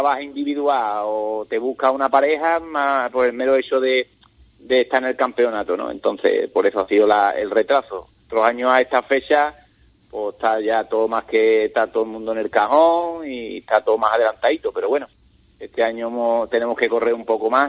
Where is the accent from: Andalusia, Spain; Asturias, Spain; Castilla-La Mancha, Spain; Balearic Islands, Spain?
Andalusia, Spain; Ubrique; Yo me siento como si fuera de Jimera, pero soy corredor y soy de Ubrique.